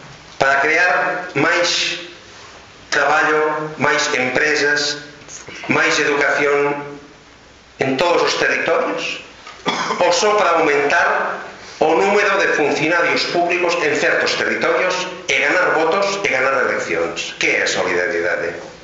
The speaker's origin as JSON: {"language": "Galician", "region": "Catalonia", "country": "Spain", "second_language": "Galician", "said": "porque eu son catalán."}